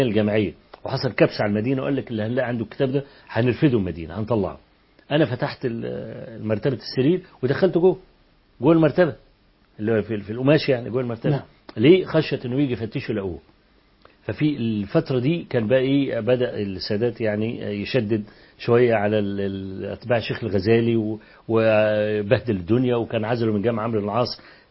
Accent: Egypt; فكنت أمسك ورقة كده وأقول إن أنا من مصر

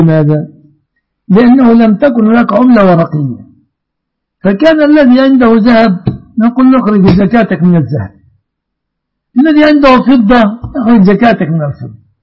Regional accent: Egypt; أهنا كمصريين

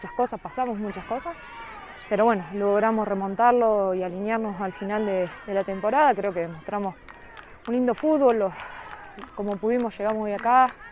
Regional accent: Castex, La Pampa, Argentina; now in Santa Rosa, Argentina; Soy de Castex, sí, empecé allá, jugué en Racing y, bueno, cuando me vine a Santa Rosa jugué también en Pampa Fútbol, en Carro y, bueno, y terminé acá en Santa Rosa

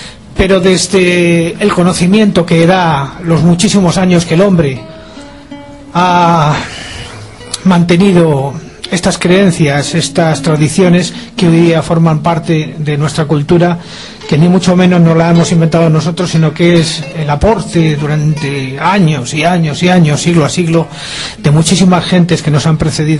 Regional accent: El Escorial, Community of Madrid, Spain; en el Monte Abantos, en el Escorial, que es donde yo nací. Y en ese pino, en ese pinar, yo me crié

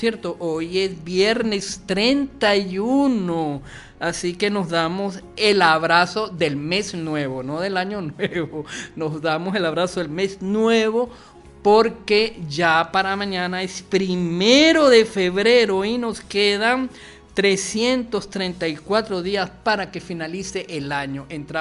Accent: Venezuela; un poco salsoso, merengoso, como somos todos los venezolanos, alegre, contentos a pesar de las adversidades.

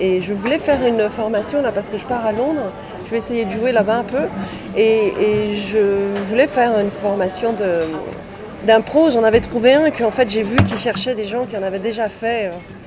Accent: Guadeloupe, France; Parce que je suis de la Guadeloupe

